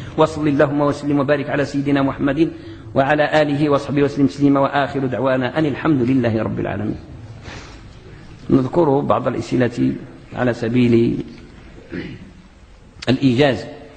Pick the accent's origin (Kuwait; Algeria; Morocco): Morocco; موظف صغير عندنا في السلم عندنا في المغرب راه دايزه فيه الزكاه في المغرب